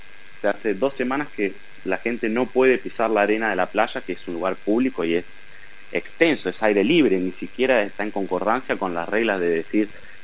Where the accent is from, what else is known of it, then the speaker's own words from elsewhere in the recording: Santa Fe, Argentina; now in Brazil; como argentino que sigamos hablando del dengue, porque en Santa Fe, en mis recuerdos, ya era muy poco, era algo bastante combatido, pero acá en Brasil no